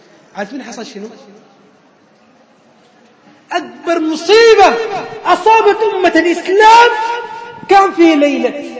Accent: Khartoum, Sudan; عندنا في الخرطوم واحد من المشايخ

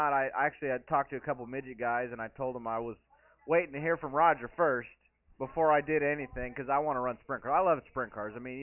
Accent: California, United States; it's okay because I'm from California, so they could say, oh, it's a California thing.

